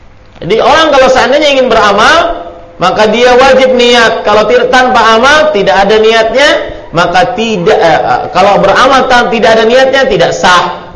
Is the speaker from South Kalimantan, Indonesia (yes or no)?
yes; Banjarmasin, South Kalimantan, Indonesia; saya senantiasa berusaha memakai … menunjukkan saya dari Banjarmasin.